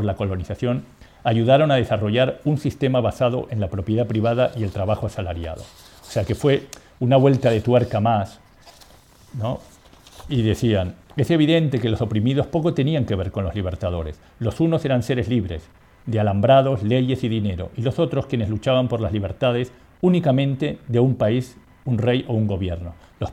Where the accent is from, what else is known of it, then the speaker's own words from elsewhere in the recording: Uruguay; born there; incluso, como te dije, nací en Uruguay